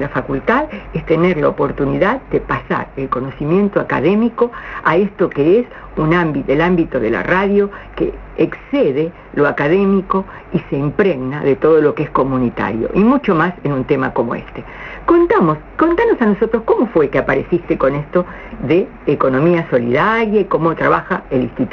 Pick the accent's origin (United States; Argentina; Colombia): Argentina; Les digo, como argentinos, la experiencia que tenemos en crisis parece ser que somos conocidos internacionalmente.